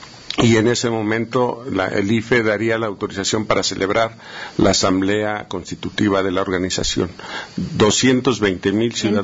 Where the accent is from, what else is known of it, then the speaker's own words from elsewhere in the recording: Mexico; como trabajadores, como mexicanos, tenemos derecho, como ciudadanos, nuestro derecho a organizarnos